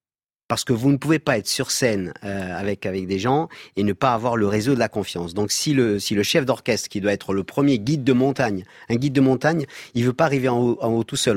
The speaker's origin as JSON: {"language": "French", "region": "Corsica", "country": "France", "said": "Moi, en tant que Corse"}